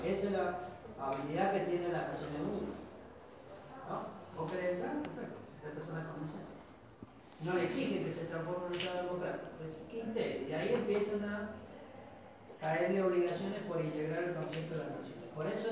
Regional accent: Argentina; De todas maneras, como los argentinos somos vivos, y aquella generación de abogados sabía

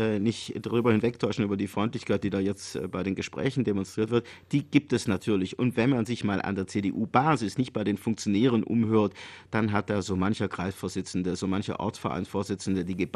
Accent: Baden-Württemberg, Germany; Naja, als Schwabe würde ich mal sagen

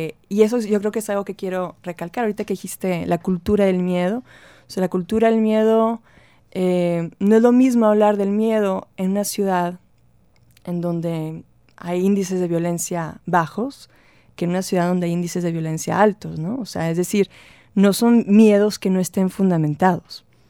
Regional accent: Monterrey, Nuevo León, Mexico; luego empecé a viajar. Tenía 5 años viviendo fuera cuando regresé a Monterrey en enero el año pasado. Y sí me pareció que volvía a otra ciudad. O sea, mi ciudad natal y al mismo tiempo otra ciudad.

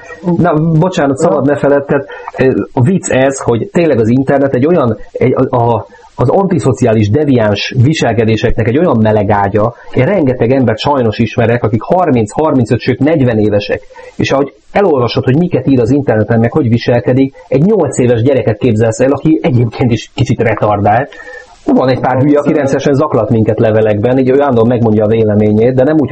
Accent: Budapest, Hungary; én is angyalföldi vagyok egyébként.

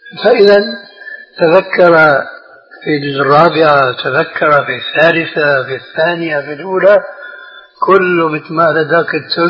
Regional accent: Syria; كما يقولون عندنا في سوريا

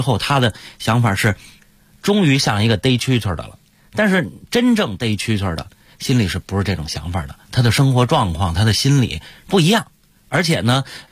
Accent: Beijing, China; 咱们北京人的这个喜欢玩虫的这个心态啊

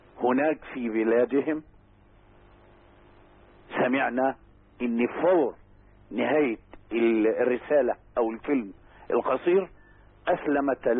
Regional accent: Dumuh, Dakahlia, Egypt; بالأصالة عن نفسي وعن أهل قريتنا الحبيبة دموه مسقط رأس شيخنا الجليل

